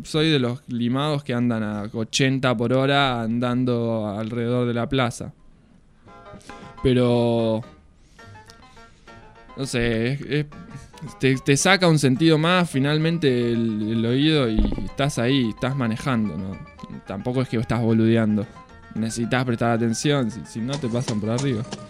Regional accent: Mar del Plata, Buenos Aires Province, Argentina; now in La Plata, Argentina; Y acá en La Plata, soy de Mar del, me pasó que en Mar del hay otro respeto con el tránsito.

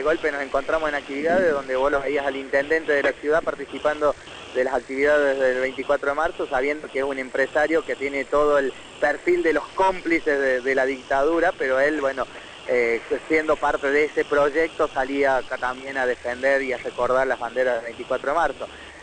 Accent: Catamarca, Argentina; Yo, de hecho, me crié en Catamarca creyendo que acá no habían habido desaparecidos

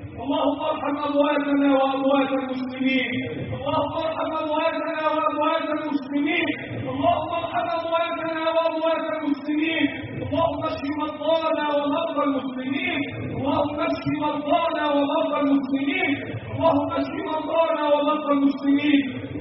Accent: Egypt; اللهم احفظ بلدنا مصر من كل مكروه وسوء

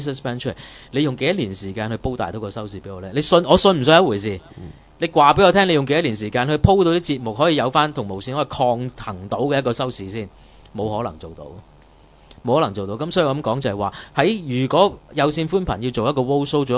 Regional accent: Hong Kong; 大家作為香港人已經冇咩好講啦，係嘛？

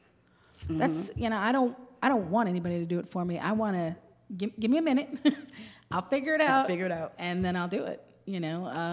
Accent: Cleveland, Ohio, United States; I'm from Cleveland, Ohio.

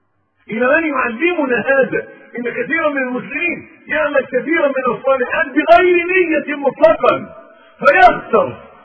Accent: Egypt; كانت في كلمة تلقائية بتاعتنا كمصريين

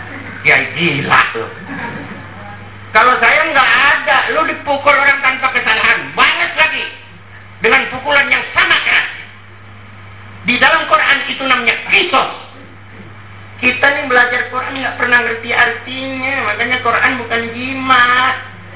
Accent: Pandaan, East Java, Indonesia; Saya orang Pandaan … itu orang Japanan, Pak. Sama-sama kecamatan, jaraknya cuma 1 kilo saja. Sama-sama Kabupaten Pasuruan.

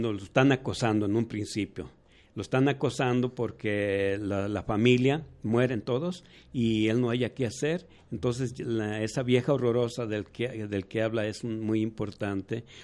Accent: Mexico; Como mexicanos estamos muy diversos, ¿sí?

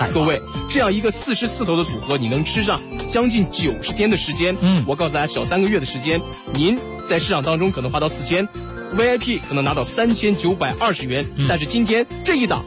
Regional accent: Dalian, Liaoning, China; 大家好，我是来自辽宁大连的

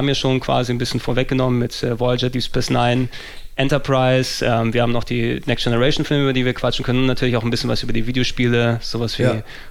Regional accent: Greece; Weil für mich als Grieche ist das ein Wort, Delta.

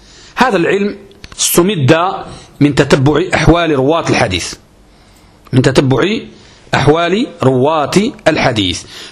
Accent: Morocco; كترتيب التدريس المعروف عندنا بالمغرب

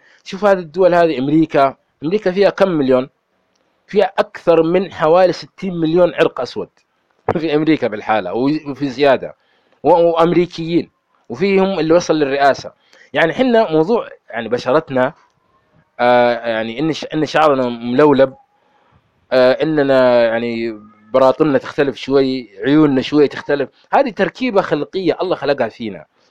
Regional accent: Riyadh, Riyadh Province, Saudi Arabia; يعني أنا ولدت في الرياض، درست في مدارس الرياض، أصحابي كلهم كانوا بيض، ولكن بعضهم كانوا يعيرون إني أنا أسود، يعيرون إني أنا شعري ملتف، يعيرون إني تكروني

